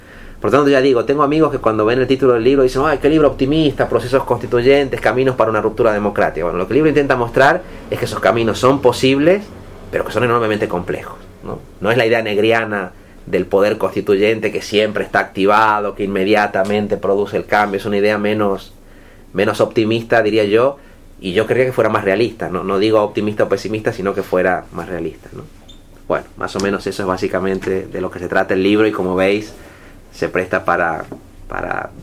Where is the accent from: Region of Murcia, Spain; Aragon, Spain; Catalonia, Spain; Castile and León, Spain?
Catalonia, Spain; Es verdad, yo vengo de Cataluña.